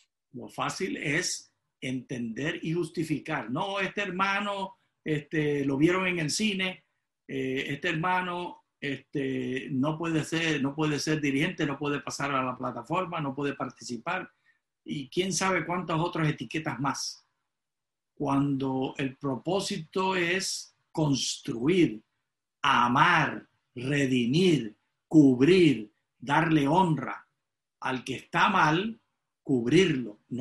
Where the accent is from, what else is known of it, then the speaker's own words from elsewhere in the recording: Puerto Rico; mi esposa es dominicana y yo soy puertorriqueña.